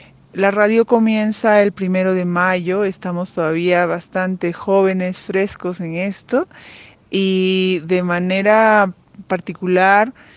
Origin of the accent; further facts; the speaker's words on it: Huancavelica, Peru; now in Pisac, Peru; Soy de Huancavelica, Perú, ahora viviendo en Pisac, Valle Sagrado de los Incas.